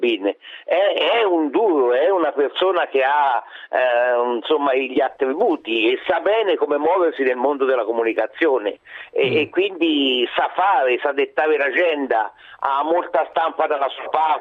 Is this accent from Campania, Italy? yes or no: yes; Naples, Campania, Italy; io da buona partenopea e donna